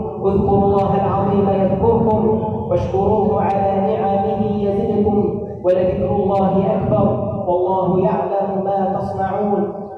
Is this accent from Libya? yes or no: no; Egypt; اللهم اجعل بلدنا مصر أمانا سخاء رخاء وسائر بلاد